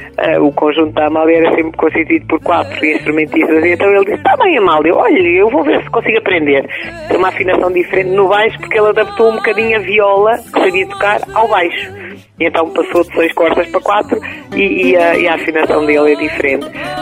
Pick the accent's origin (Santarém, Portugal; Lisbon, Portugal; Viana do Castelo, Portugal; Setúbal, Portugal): Santarém, Portugal; Riachos; sou natural de Riachos, Conselho de Torres Novas